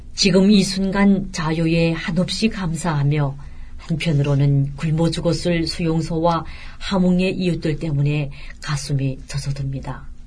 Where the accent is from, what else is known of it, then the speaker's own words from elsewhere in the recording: Hamhung, South Hamgyong, North Korea; now in South Korea; 메마르고 시들고 산마저 민둥산으로 변해가는 마당에 서술만 푸르르던 내 고향의 산야를 마음속에서 지울 수가 없습니다.